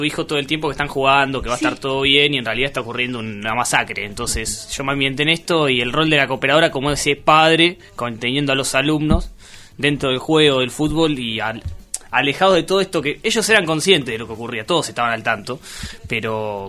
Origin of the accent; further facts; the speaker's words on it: Miramar, Buenos Aires Province, Argentina; moved away as an adult; now in La Plata, Argentina; A los 18. Cuando me mudé a La Plata, yo soy de Miramar y me vine a estudiar acá.